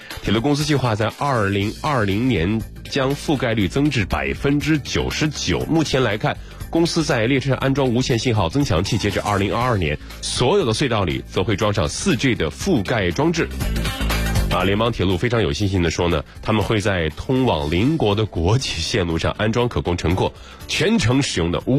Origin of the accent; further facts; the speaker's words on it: Shandong, China; 这里还有我的故乡，特别的骄傲。